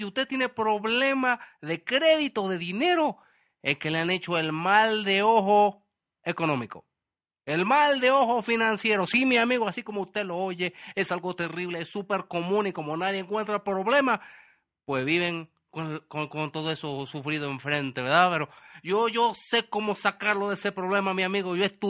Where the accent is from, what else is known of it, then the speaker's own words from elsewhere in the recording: Wisconsin, United States; accent: Chilango; Spanish is a second language; que no te confunda mi acento, que tú crees que yo soy de aquí, pero no, yo no soy chilango, a pesar de que suena con acento chilango, ya sé que la gente se confunde, yo soy de Wisconsin.